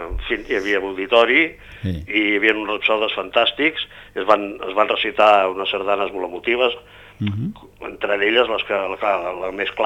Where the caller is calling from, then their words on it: Barcelona, Catalonia, Spain; de la Verneda.